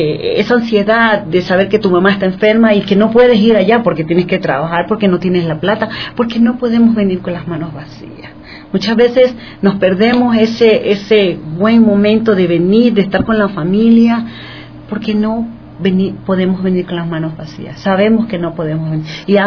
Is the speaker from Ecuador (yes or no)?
yes; Ecuador; Yo soy ecuatoriana y cuando yo escucho mi acento, yo soy loca de ellos.